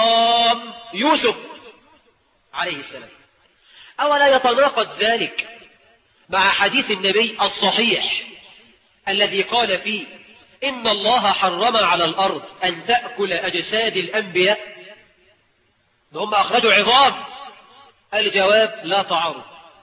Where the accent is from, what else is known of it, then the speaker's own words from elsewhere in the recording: Egypt; وإحنا كمصريين نطلق الجزء ونريد به الكل